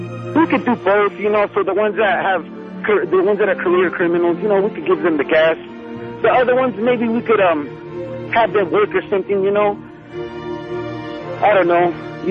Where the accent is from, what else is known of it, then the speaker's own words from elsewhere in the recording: Oxnard, California, United States; now in Goodyear, United States; I come from Oxnard, California, and I moved here to Arizona, to Goodyear, a brand new city.